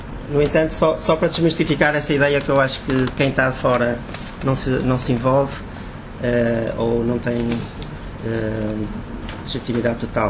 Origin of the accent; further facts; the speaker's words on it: Portugal; sou português, não vivo em Angola, venho cá períodos mais ou menos 6 em 6 meses, e também estou a fazer um doutoramento em Londres